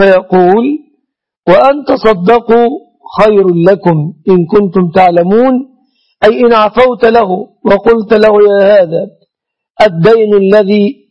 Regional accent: Egypt; عندنا في مصر هنا

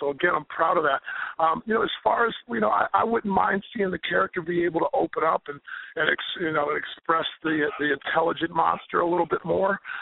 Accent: United States; I'm an American kid that got brought up on football and baseball here.

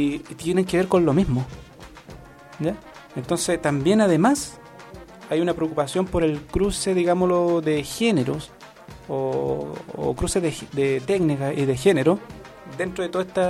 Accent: Chile; Yo camino por mi tierra porque estoy de hace miles de años antes acá.

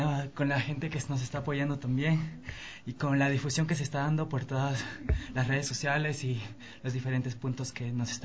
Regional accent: Archidona, Napo, Ecuador; Yo soy de la Amazonía. Soy perteneciente a un pueblo ancestral de Archidona.

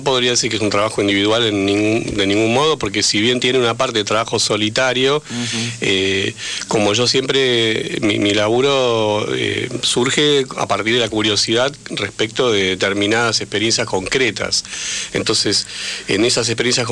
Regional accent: Buenos Aires, Argentina; como habitante de la ciudad, como porteño ignorante, lo debo asumir

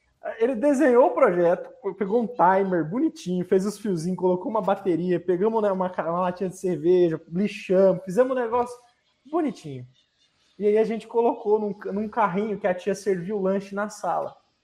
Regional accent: Goiânia, Goiás, Brazil; Goiânia. Nós estamos em Goiânia.

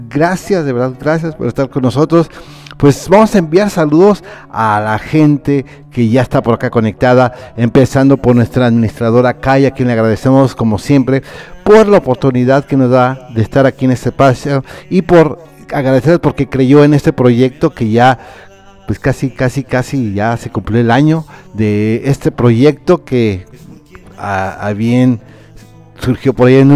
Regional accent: Irapuato, Guanajuato, Mexico; de Irapuato, Guanajuato.

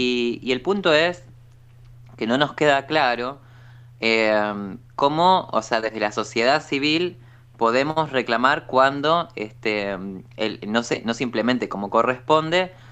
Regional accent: La Plata, Buenos Aires Province, Argentina; now in Buenos Aires, Argentina; Ahora vivo en Capital Federal, pero soy de La Plata.

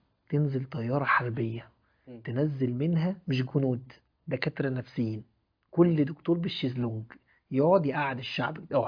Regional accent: Egypt; واحنا بقى مصريين يعدوا من جنبه

